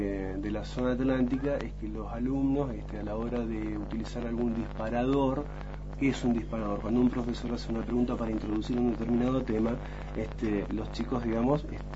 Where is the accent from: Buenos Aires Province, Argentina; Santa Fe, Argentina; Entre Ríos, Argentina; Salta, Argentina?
Santa Fe, Argentina; now in San Antonio Oeste, Argentina; yo, bueno, vengo de la zona atlántica, en realidad soy del norte de Santa Fe, pero estoy trabajando hace 4 años en San Antonio Oeste